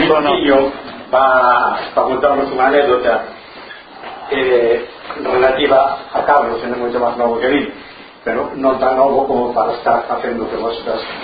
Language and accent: Galician; Cedeira, Galicia, Spain; que somos de Cedeira